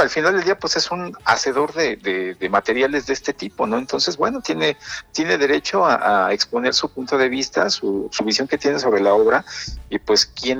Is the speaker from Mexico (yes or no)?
yes; Mexico; forma parte de nuestro tuétano de identidad como mexicano.